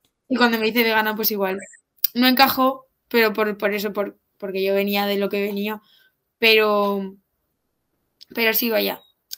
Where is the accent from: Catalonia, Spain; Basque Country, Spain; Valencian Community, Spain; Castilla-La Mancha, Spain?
Valencian Community, Spain; yo soy de una zona de Valencia, del interior, donde, vamos, mi tierra le dicen la tierra del vino y del embutido.